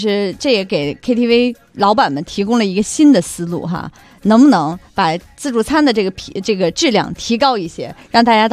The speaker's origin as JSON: {"language": "Chinese", "country": "China", "tie": "born or raised there", "said": "太行山上，这是我老家呀。"}